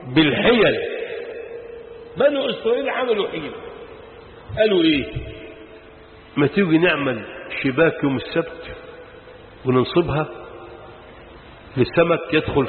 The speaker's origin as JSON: {"language": "Arabic", "region": "Sharqia Governorate", "country": "Egypt", "said": "يا عم باكل بس انا راجل شرقاوي"}